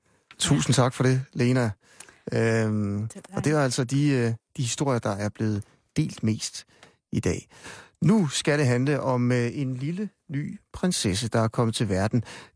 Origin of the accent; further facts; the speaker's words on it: Skanderborg, Central Denmark Region, Denmark; vi er jo omkring Skanderborg, min hjemkommune.